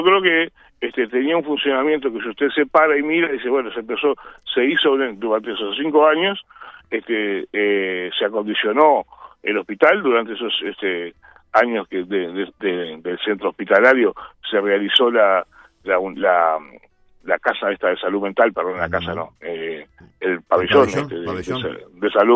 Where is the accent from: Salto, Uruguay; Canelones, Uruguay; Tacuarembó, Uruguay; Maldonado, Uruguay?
Maldonado, Uruguay; San Carlos; born there; yo en estos momentos estoy sentado en San Carlos. Uh-huh. Estoy en San Carlos. Yo sí, nací en San Carlos. Uh-huh. Nací en San Carlos cuando la situación era al revés.